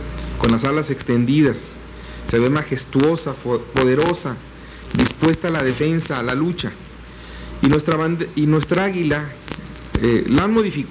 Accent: Santa Catarina, Nuevo León, Mexico; yo nací en Santa Catarina. Pues está 20 kilómetros, pues sí, pero pues todavía nací en Santa Catarina, hombre. Cuando me dicen, es regio, no, soy de Santa Catarina.

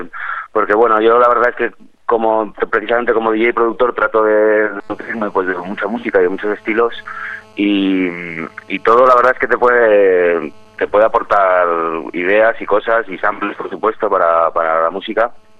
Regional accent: Pamplona, Navarre, Spain; now in Madrid, Spain; Yo soy de Pamplona, llego a Madrid en el año 96

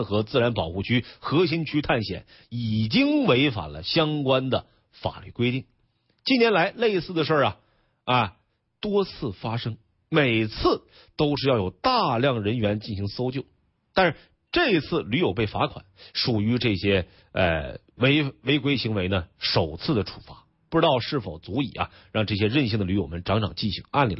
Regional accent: Northeast China, China; accent: Northeast Chinese; 就我有点东北话是吧？

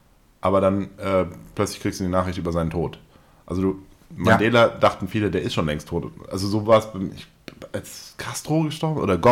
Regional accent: Heidenheim, Baden-Württemberg, Germany; born there; Ich bin Ehrenbürger von meiner Geburtsstadt Heidenheim.

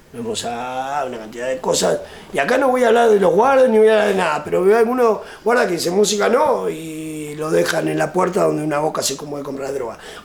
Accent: Uruguay; Creo que en eso somos uruguayos.

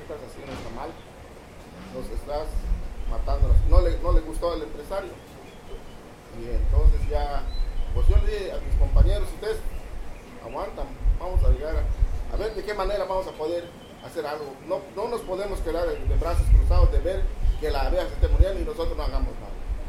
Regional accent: Mexico; vengo del Ejido de Chen.

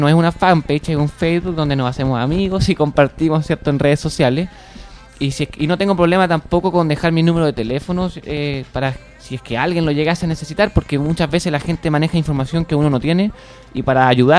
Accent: Chile; me estoy endeudando como todo chileno.

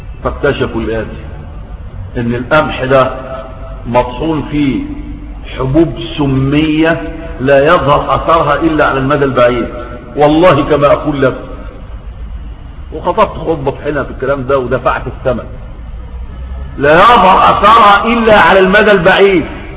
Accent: Egypt; إن راجل عندنا في مصر جوز بنته عندها 12 سنة

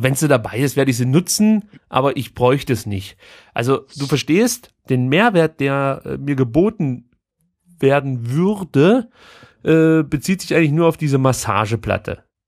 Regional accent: East Germany, Germany; ich bin in der DDR groß geworden. Ich bin letzten Endes nicht am Atomkraftwerk aufgewachsen, sondern im Atomkraftwerk.

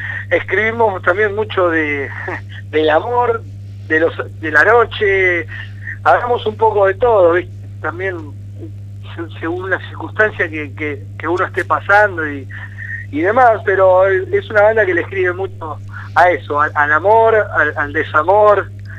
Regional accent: La Plata, Buenos Aires Province, Argentina; porque somos todos de La Plata

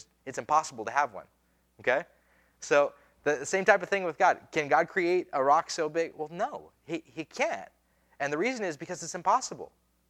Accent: Pocatello, Idaho, United States; born there; I was born in Idaho. I was born in Pocatello, Idaho, right? I am a citizen of the United States by birth.

